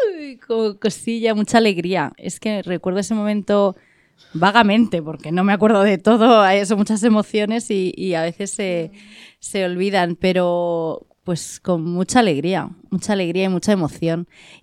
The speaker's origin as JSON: {"language": "Spanish", "town": "Guadalajara", "region": "Castilla-La Mancha", "country": "Spain", "said": "somos las dos de Guadalajara y nos encontramos."}